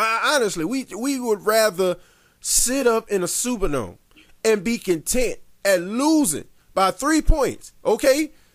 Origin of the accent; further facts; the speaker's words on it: New Orleans, Louisiana, United States; Born and raised in New Orleans. Used to watch the Saints games on television.